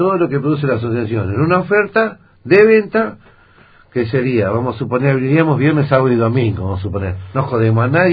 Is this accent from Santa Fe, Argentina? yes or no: no; Viedma, Río Negro, Argentina; yo soy nacido y criado en Viedma, ¿sí? Vengo de generaciones y generaciones de viedmenses en mi familia. Y sinceramente hay veces que no me siento viedmense.